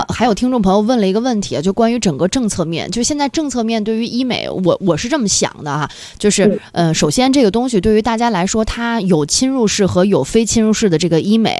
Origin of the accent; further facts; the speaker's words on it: China; 我们看其实我们中国人还是比较看重年底的